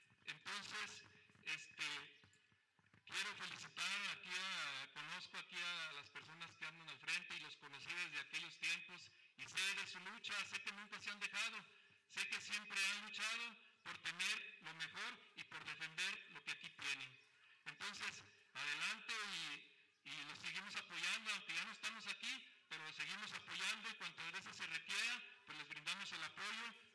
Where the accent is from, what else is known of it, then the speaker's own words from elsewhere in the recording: Zacatecas, Mexico; venimos de Zacatecas.